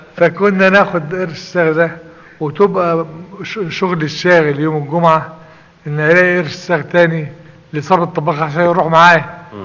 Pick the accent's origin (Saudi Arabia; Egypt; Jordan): Egypt; Ghazala, Sharqia Governorate; هذا الموضع هو غزالة.